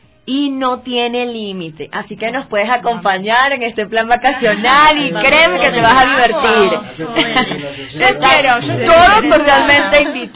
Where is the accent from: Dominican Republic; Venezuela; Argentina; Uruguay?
Venezuela; Vengo igual de Venezuela.